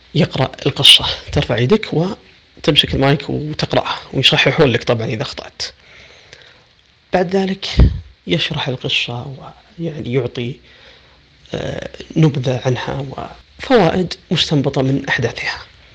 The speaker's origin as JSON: {"language": "Arabic", "town": "Riyadh", "region": "Riyadh Province", "country": "Saudi Arabia", "tie": "born or raised there", "said": "من محافظة فيفا جنوب السعودية، لكن الولادة والنشأة والدراسة والإقامة في الرياض، من مواليد 1405 في شهر 8 الموافق 1985 ميلادي"}